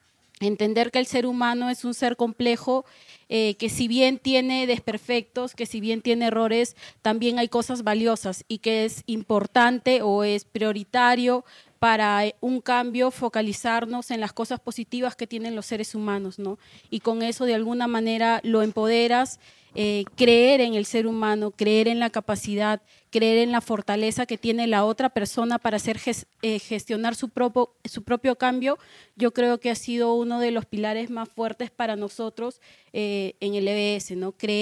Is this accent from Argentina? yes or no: no; Ica, Peru; yo también soy peruana. Vengo del departamento de ICA